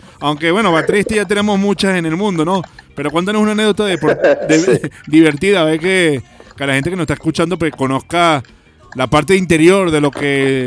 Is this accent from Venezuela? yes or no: yes; Barquisimeto, Lara, Venezuela; para mí, como guaro que soy, pues es un placer hablar con una banda de mi tierra y que es representante del ska venezolano y del ska barquisimetano